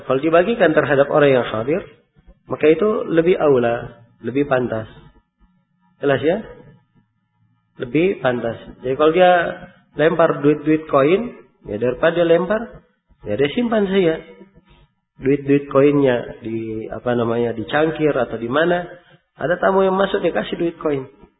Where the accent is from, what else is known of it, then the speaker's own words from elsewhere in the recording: Makassar, South Sulawesi, Indonesia; Ya, kalau sebagai orang Makassar, nah, lebih sadis lagi.